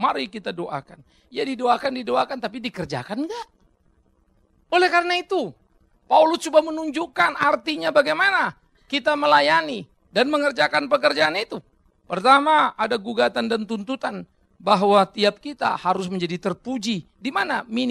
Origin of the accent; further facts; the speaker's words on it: Pematangsiantar, North Sumatra, Indonesia; Saya Batak, susah bagi saya jadi Jawa. Saya asli dari Siantar sana.